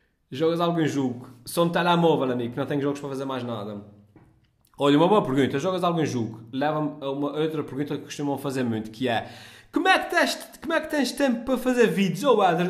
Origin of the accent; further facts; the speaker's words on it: Azores, Portugal; accent: Micaelense; Até porque acho que a minha pronúncia é perceptível, e se entrasse em ficção nacional, obviamente que eu tentava falar ainda mais assim, de uma forma mais perceptível. Mas pronto, os gajos dobram a nossa pronúncia, vêm filmar para os Açores e dobram a pronúncia dos micalenses.